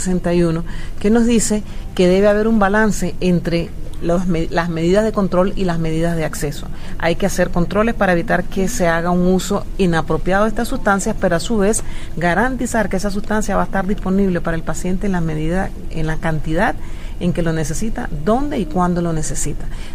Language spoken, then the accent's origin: Spanish; Panama; El Plan Nacional de Cuidados Paliativos se aprobó en mi país en el año 2009 y ahora comenzamos a tener ya centros pilotos, de tener solo uno en la ciudad de Panamá